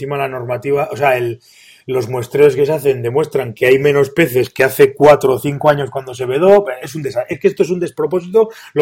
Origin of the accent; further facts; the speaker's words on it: Pamplona, Navarre, Spain; yo soy de Pamplona y estamos en Navarra